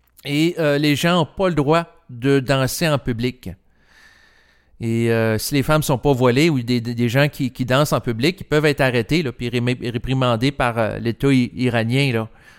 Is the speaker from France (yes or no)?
no; Quebec, Canada; born there; moi, je suis né au Québec et j'ai pas à changer d'endroit et je l'apprécie.